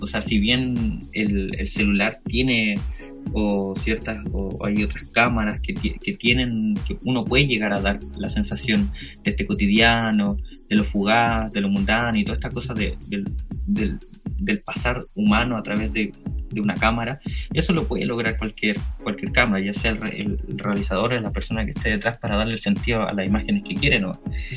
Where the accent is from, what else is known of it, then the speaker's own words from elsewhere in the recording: Punta Arenas, Magallanes, Chile; moved away; yo soy de Punta Arenas. Allá llegaba muy poquita tecnología en ese tiempo cuando yo vivía por allá.